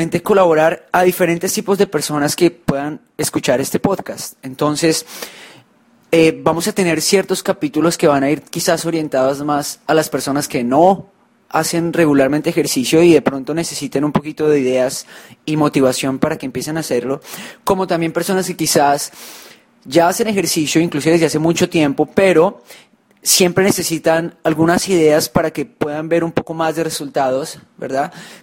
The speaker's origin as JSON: {"language": "Spanish", "country": "Colombia", "lives_now": "Hong Kong", "said": "Nosotros, como se podrán imaginar, no nacimos en Hong Kong, ¿verdad? Nosotros somos de Colombia"}